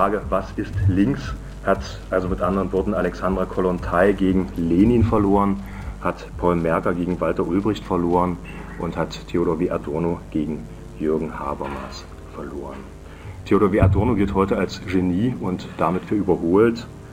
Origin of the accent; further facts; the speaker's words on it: Halle, Saxony-Anhalt, Germany; ich komme aus Halle